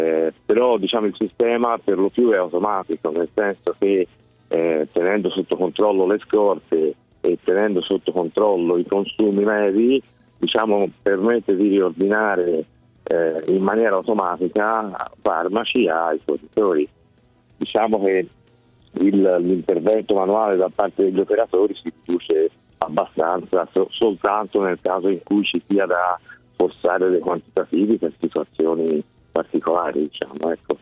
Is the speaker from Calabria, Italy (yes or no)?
no; Florence, Tuscany, Italy; Io sono fiorentino, sì.